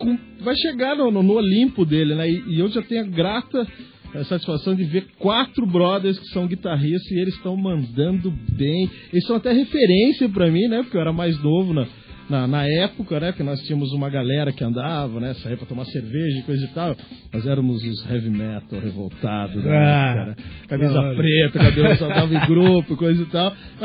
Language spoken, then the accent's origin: Portuguese; Taubaté, São Paulo, Brazil; eu venho de Taubaté, né? Eu venho de uma cena lá de rock, de metal, na década de 80.